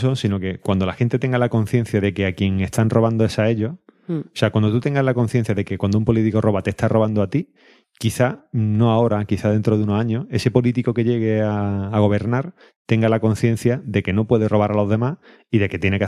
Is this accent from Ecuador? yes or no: no; Córdoba, Andalusia, Spain; somos de Córdoba, vivimos en Córdoba y esto nos pilla muy cercano